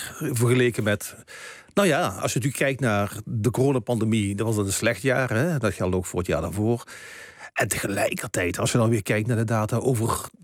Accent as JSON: {"language": "Dutch", "region": "Limburg", "country": "Netherlands", "tie": "born or raised there", "said": "ik herinner me nog vroeger als kind, als we op schoolreisje gingen vanuit Limburg, waar ik vandaan kom, ergens hier naar de Randstad."}